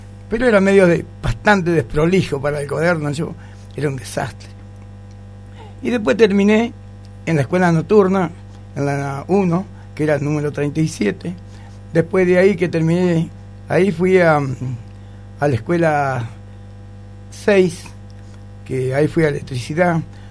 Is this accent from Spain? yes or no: no; Gualeguay, Entre Ríos, Argentina; born there; Nací en Gualeguay, sí.